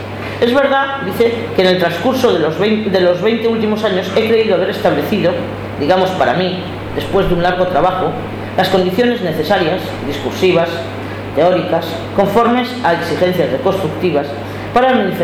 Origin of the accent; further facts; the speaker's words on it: Spain; vengo del Estado español